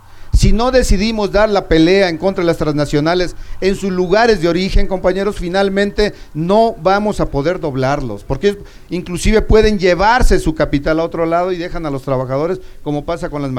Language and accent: Spanish; El Salto, Jalisco, Mexico; de donde yo vengo, del Salto Jalisco